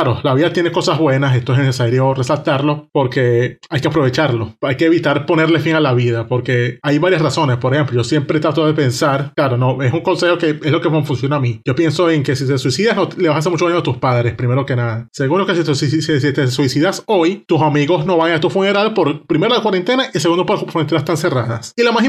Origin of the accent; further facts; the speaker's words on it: Venezuela; somos de Venezuela, un país donde los trastornos mentales están al alza por culpa de todo lo que ocurre.